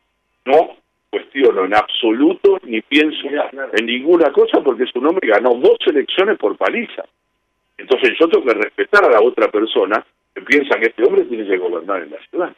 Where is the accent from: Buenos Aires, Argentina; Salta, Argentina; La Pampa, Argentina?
Buenos Aires, Argentina; Yo soy un porteño, recontra porteño.